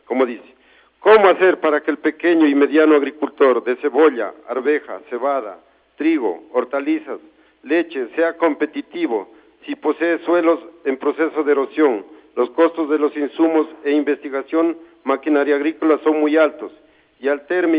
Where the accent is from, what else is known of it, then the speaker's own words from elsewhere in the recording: La Paz, Carchi, Ecuador; presidente de la Asociación de Agricultores de la Parroquia La Paz. Ratifico, no soy de Montúfar, sino de la Parroquia de La Paz